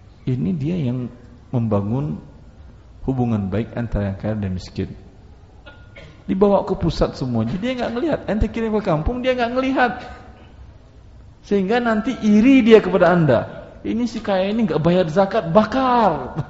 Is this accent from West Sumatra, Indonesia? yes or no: yes; Padang, West Sumatra, Indonesia; Saya orang Padang.